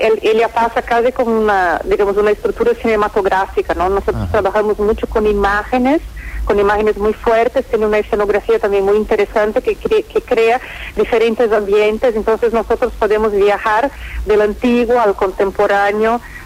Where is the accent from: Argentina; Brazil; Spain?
Brazil; Spanish is a second language; yo que soy brasilera